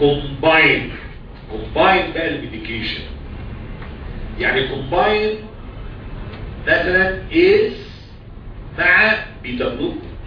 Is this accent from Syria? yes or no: no; Egypt; دي عندنا في مصر عادية.